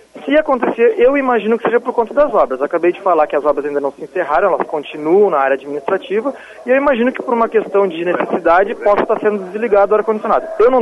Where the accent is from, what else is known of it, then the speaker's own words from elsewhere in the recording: Porto Alegre, Rio Grande do Sul, Brazil; Eu venho de Porto Alegre, numa cidade do sul do país